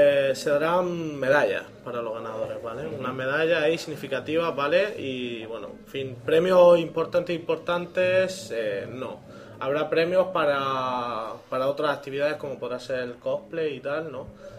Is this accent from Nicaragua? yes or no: no; Region of Murcia, Spain; Nosotros somos de Murcia